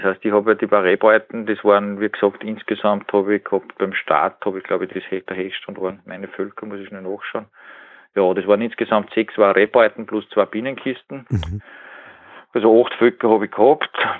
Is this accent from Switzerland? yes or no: no; Upper Austria, Austria; sonst hat es ja bei uns in Oberösterreich über +1 Grad